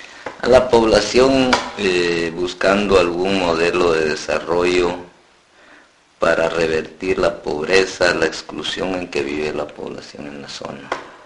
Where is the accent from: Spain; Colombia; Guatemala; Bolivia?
Guatemala; San Antonio Huista, Huehuetenango; soy guatemalteco, originario de un municipio que se ubica en el departamento de Huehuetenango, que se llama San Antonio Huista. Vivimos muy cerca de la frontera con Chiapas.